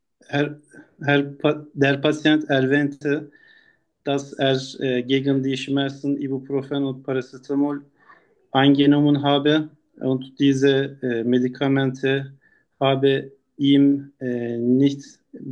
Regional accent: Turkey; German is a second language; now in Germany; Ich komme aus der Türkei. Seit 2,5 Jahren lebe ich in Deutschland.

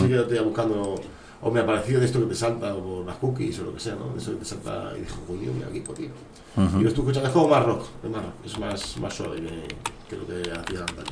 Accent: Spain; Pero no, es latín. Somos de España

